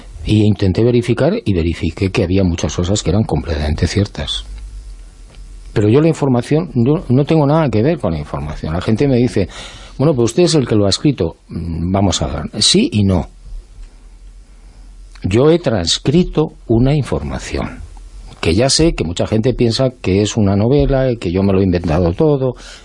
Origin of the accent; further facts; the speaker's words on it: Pamplona, Navarre, Spain; also born or lived in Bilbao; Yo soy de Pamplona.